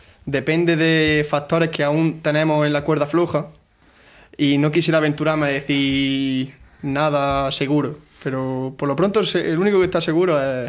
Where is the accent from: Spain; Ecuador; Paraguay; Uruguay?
Spain; Alcalá la Real, Andalusia; now in Granada, Spain; nosotros no somos de aquí de Granada, pero estamos aquí estudiando los cuatro en Granada. Nosotros somos de un pueblo de Jaén que está muy cerca de Granada, Alcalá Real.